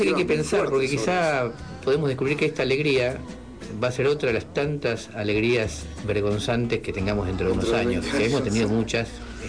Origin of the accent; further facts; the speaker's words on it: Argentina; también como pueblo argentino nos alegramos cuando la vendimos.